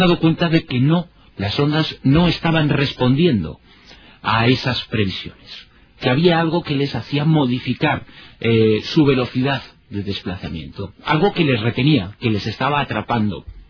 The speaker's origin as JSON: {"language": "Spanish", "region": "Galicia", "country": "Spain", "said": "soy gallego del norte y del sur."}